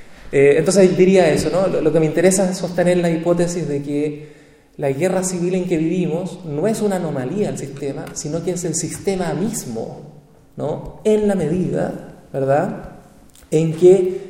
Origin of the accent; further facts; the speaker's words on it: Chile; el caso nuestro, que nosotros somos chilenos, es más probable que nosotros seamos acusados de terrorista que un ciudadano europeo, por ejemplo. Bueno, yo no sé si tiene ciudadanía europea, pero yo no.